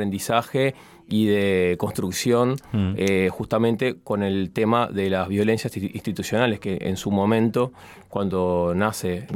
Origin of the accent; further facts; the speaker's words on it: Uruguay; yo soy uruguayo.